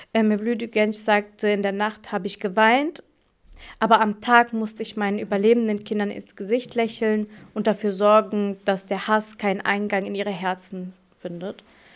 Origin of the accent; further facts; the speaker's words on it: Germany; also born or lived in Morocco; zwischen meiner Heimat Deutschland und meiner Heimat Marokko. Ich sitze gewissermaßen zwischen zwei Stühlen und beide Länder sind Teil meiner Identität